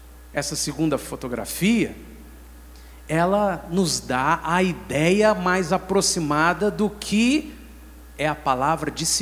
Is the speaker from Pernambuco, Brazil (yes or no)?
no; Minas Gerais, Brazil; Nós somos um estado, nós somos mineiros de Minas Gerais, um povo muito indisciplinado.